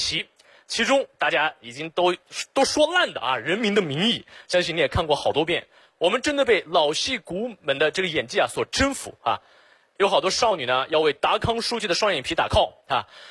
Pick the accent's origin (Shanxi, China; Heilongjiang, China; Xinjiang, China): Xinjiang, China; 我解释一下啊，我不是老外。我来自新疆，我是维吾尔族啊，就是和那个迪丽热巴特别火的民族，